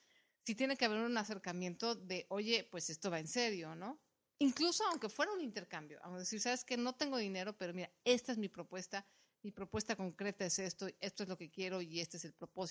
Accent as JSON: {"language": "Spanish", "country": "Mexico", "said": "por lo menos en mi país, en México"}